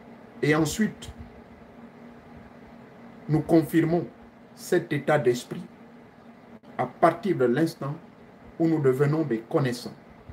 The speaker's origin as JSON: {"language": "French", "country": "Gabon", "said": "Moussaro, on l'appelle chez nous au Gabon."}